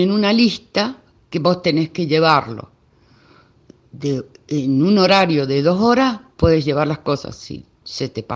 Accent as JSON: {"language": "Spanish", "country": "Argentina", "said": "nosotros como argentinos nos tenemos que sentir orgullosos"}